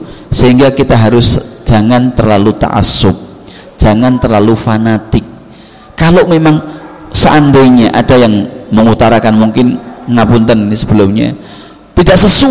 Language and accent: Indonesian; Java, Indonesia; kita sebagai orang Jawa kebanyakan masih mengikuti kebiasaan-kebiasaan nenek moyang kita